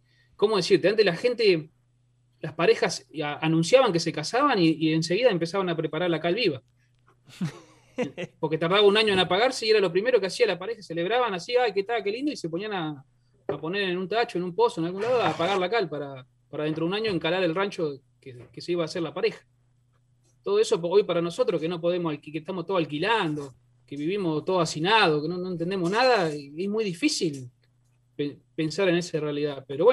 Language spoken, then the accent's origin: Spanish; Buenos Aires Province, Argentina; somos argentinos, somos de la provincia de Buenos Aires, y acá hace 100 años atrás estaba lleno de rancho.